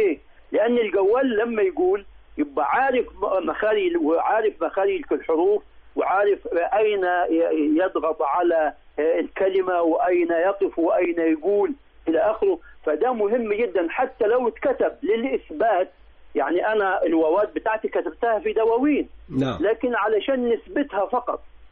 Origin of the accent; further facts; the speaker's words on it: Upper Egypt, Egypt; علشان كده احنا عندنا في الصعيد بيغطوا الطماطم والبطيخ